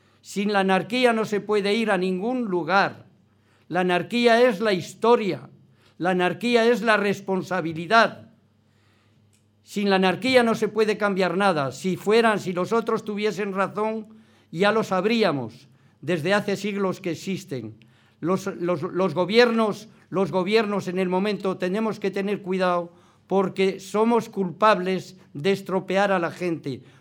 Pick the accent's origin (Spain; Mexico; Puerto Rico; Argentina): Spain; Navarre; Mi tierra, la Navarra. 5 años tenía, yo no vi y viví más que injusticias, crímenes y hambre.